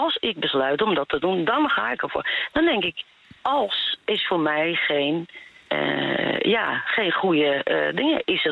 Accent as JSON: {"language": "Dutch", "country": "Netherlands", "said": "ik ben geen blonde Nederlander, maar ik ben een Nederlander."}